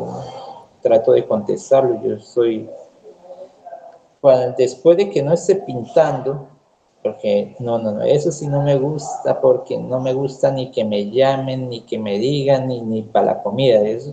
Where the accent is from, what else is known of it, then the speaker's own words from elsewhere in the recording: Putumayo, Colombia; No, le dije, yo soy de Putumayo, soy colombiano.